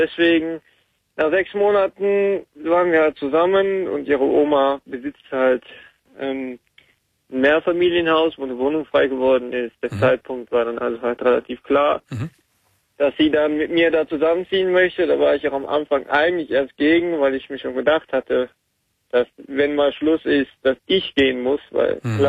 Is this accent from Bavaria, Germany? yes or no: no; Aachen, North Rhine-Westphalia, Germany; also ich bin Aachener, ich bin in Aachen aufgewachsen, ich habe da nach der Ausbildung keinen Job gefunden.